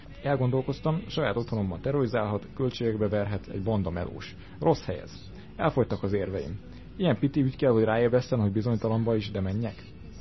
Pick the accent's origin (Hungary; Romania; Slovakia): Hungary; Mondtam is az asszonynak, én is magyar vagyok, amikor ezeket mondod, rólam is mondod.